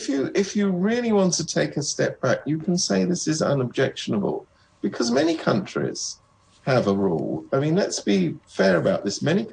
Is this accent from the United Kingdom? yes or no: yes; United Kingdom; now in Hong Kong; I come from Britain where they don't have that particular rule.